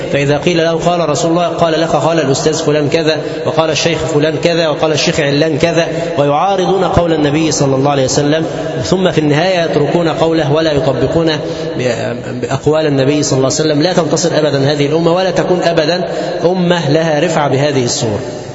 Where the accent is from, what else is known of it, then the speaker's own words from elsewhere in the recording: Egypt; المظاهر الشركيه المنتشره في بلادنا مصر